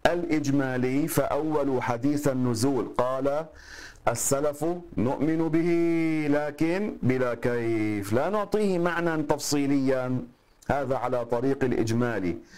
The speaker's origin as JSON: {"language": "Arabic", "country": "Lebanon", "said": "المدفون عندنا في لبنان، نفعنا الله بهم جميعا"}